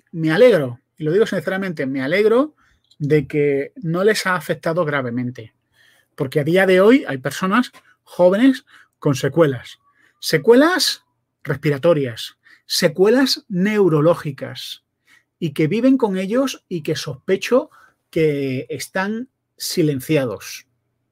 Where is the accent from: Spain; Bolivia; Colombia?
Spain; yo soy español